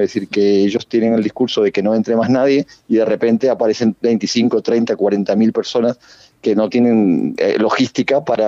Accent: Uruguay; pero como soy uruguayo

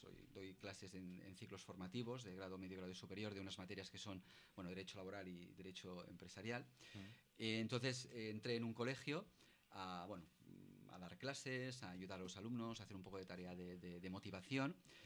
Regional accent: Sabadell, Catalonia, Spain; now in Sant Feliu de Codines, Spain; yo soy de Sabadell, tengo familia, estoy casado, tengo tres hijos... Y mi esposa mi mujer es de San Feliu de Codines.

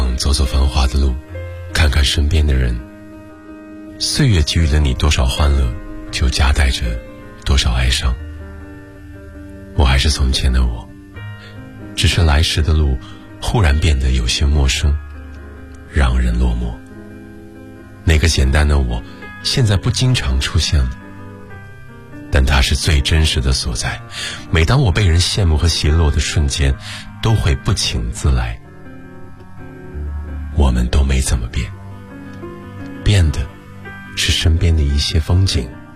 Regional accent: Shandong, China; 比如说你要到我的家乡，我是山东人，我的家乡有什么呢？

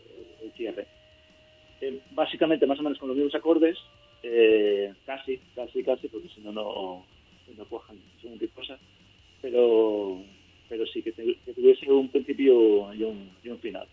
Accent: Catalonia, Spain; De una forma natural, a ver, somos catalanes.

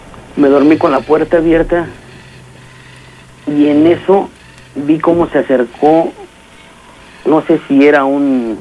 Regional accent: Veracruz, Mexico; lo que pasa es que soy originario de Veracruz.

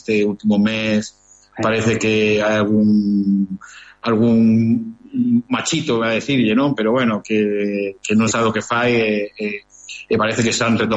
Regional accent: Galicia, Spain; somos galegos que estamos en Cataluña, somos dúas culturas que podemos aprender o un dos outros

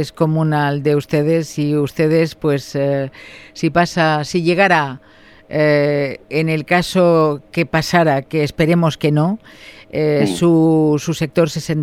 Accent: Balearic Islands, Spain; ¿Crees que somos conscientes los ibicencos formenterenses, la gente en general

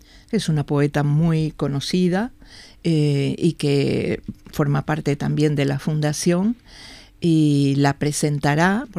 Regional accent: Montevideo, Uruguay; yo soy del Prado, vivía con mis padres y un hermano en la calle, Camino Castro se llamaba, Castro y Millán, o sea, casi enfrente de lo que se llegó a llamar el Prado Chico.

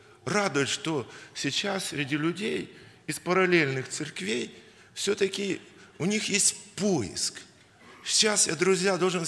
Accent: Kyiv, Ukraine; я киевлянин.

